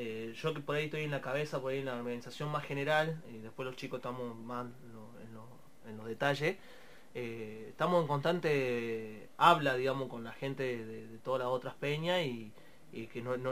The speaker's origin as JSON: {"language": "Spanish", "region": "Tucumán", "country": "Argentina", "said": "yo soy de Tucumán"}